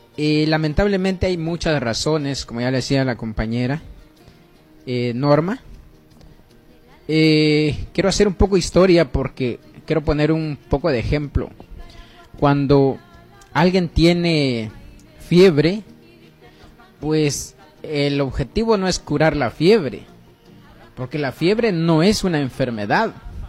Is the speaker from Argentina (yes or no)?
no; Guatemala; born there; no para todos los que somos nacidos en Guatemala